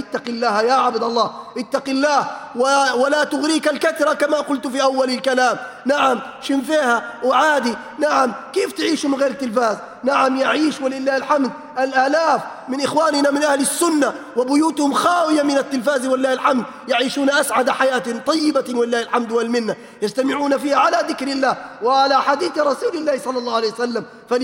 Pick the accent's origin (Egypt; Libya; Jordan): Libya; بلادنا ليبيا الحبيب بأمس الحاجة أن نرمي هذه الضغائن